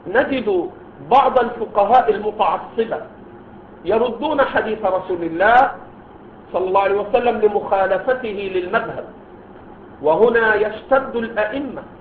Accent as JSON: {"language": "Arabic", "country": "Egypt", "said": "هؤلاء الذين ظهروا في بلدنا مصر وغيره"}